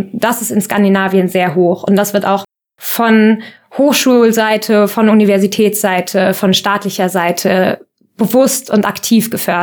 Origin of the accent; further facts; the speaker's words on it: Kassel, Hesse, Germany; moved away as an adult; now in Kiel, Germany; bin 22 Jahre alt. Ich komme ursprünglich aus Kassel und bin dann vor 2 Jahren ungefähr nach Kiel gezogen.